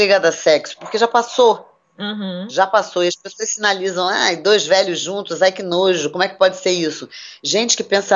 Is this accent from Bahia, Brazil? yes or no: no; Rio de Janeiro, Brazil; Eu sou aqui do Rio de Janeiro, atendo num consultório aqui na cidade de Nova Iguaçu.